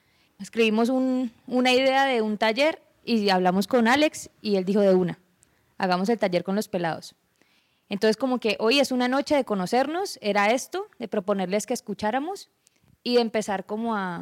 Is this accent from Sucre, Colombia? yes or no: no; Cali, Valle del Cauca, Colombia; Yo soy caleña, pero cuando estoy mucho tiempo con los paisas se me pega un paisa raro, entonces como un híbrido.